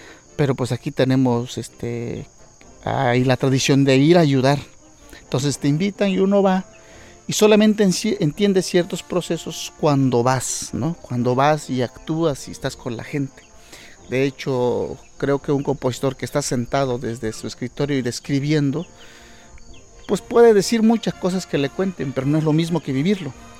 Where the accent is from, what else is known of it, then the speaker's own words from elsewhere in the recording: Jaltepec, Oaxaca, Mexico; soy originario aquí de Jaltepec, comunero en activo. También soy un compositor activo. Llevo componiendo desde mis 12 años en mi pueblo, en Jaltepec, Canayoc